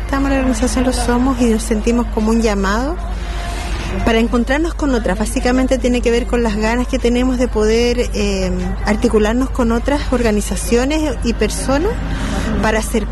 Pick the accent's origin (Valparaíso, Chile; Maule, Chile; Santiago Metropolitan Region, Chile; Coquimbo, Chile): Santiago Metropolitan Region, Chile; Peñalolén; vengo de Santiago, de la comuna de Peñalolén